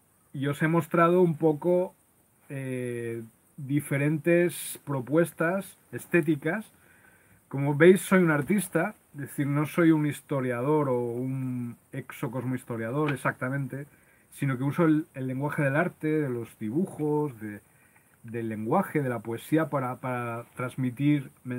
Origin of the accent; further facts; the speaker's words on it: Loja, Andalusia, Spain; born there; Ubicado en la zona donde nací, en Loja, en Granada, en España.